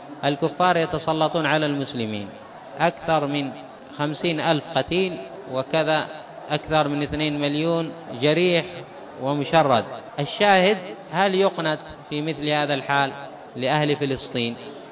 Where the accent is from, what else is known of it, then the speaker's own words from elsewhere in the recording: Yemen; مثلا عندنا في اليمن حصل